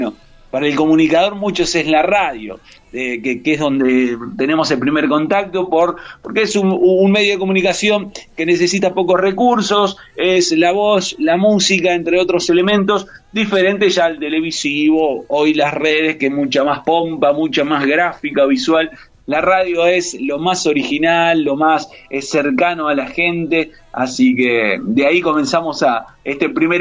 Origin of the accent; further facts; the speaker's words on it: Tucumán, Argentina; also born or lived in Buenos Aires; somos un poco de Tucumán, pero también un poco de Costa Atlántica. Mi papá, bueno, tucumano, se casa con una marplatense, y luego allá iniciamos toda esta formación de la familia allá en Tucumán.